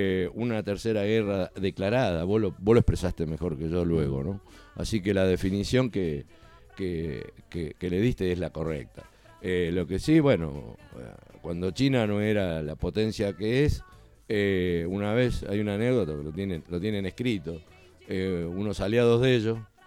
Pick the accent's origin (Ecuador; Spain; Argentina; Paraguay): Argentina; Pavón Arriba, Santa Fe; born there; Pavón Arriba, significa ahí nací yo, donde nació Ignacio Capani